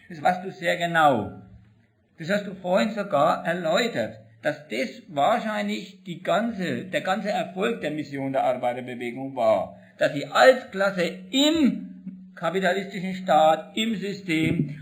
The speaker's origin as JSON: {"language": "German", "region": "Bavaria", "country": "Germany", "said": "ich komme aus Michlar. Was hat denn das mit meinen Argumenten zu tun?"}